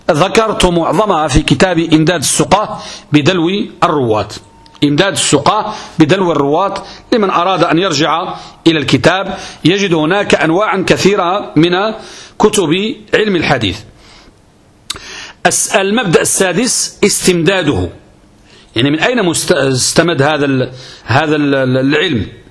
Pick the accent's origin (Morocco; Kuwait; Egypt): Morocco; كترتيب التدريس المعروف عندنا بالمغرب